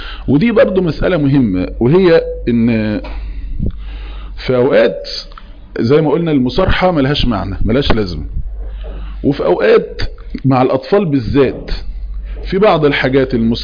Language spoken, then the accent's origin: Arabic; Egypt; احنا كمصريين نسميه ايه فهلوة